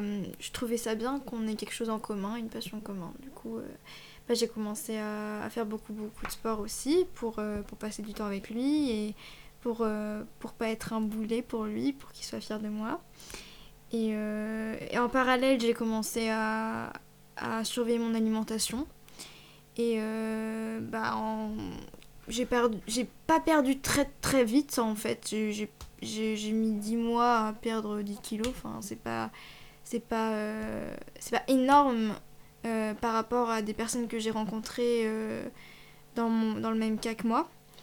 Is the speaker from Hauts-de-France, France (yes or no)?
no; Angers, Pays de la Loire, France; j'ai 17 ans aussi et je viens de Angers en Maine-et-Loire.